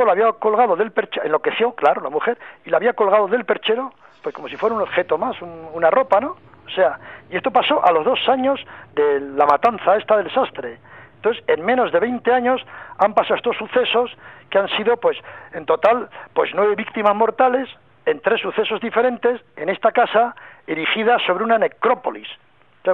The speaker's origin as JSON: {"language": "Spanish", "town": "Pamplona", "region": "Navarre", "country": "Spain", "said": "yo soy de Pamplona"}